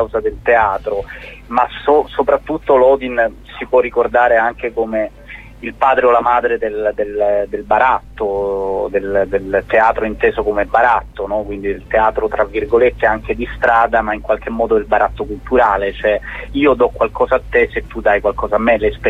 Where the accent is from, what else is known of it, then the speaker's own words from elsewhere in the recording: Apulia, Italy; essendo pugliese io